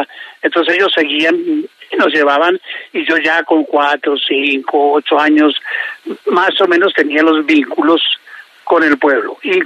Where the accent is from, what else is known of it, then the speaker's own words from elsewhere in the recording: Bogotá, Colombia; also born or lived in Mesitas del Colegio; yo nací en Mesitas. Obviamente siempre lo he dicho y siempre lo he tenido en mi corazón, porque es el pueblo donde nací, donde mis papás vivieron, donde nacimos los primeros 5 hijos. Solo que al nacer yo, a los poquitos meses de nacer, la familia se vino para Bogotá.